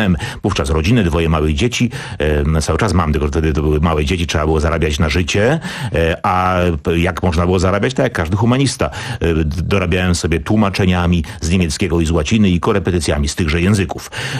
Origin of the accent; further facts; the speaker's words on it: Wrocław, Lower Silesian Voivodeship, Poland; Jestem wrocławianinem od urodzenia